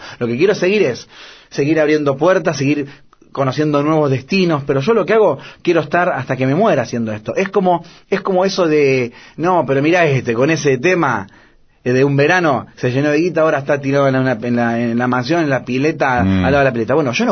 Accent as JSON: {"language": "Spanish", "country": "Argentina", "said": "yo soy un músico argentino que ama la música"}